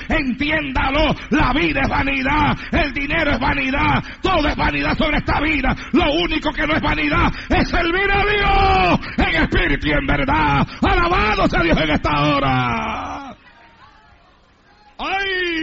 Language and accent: Spanish; Santa Isabel, Puerto Rico; allá en mi pueblo, en Santa Isabel, con la iglesia que yo pastoreaba allá en Puerto Rico.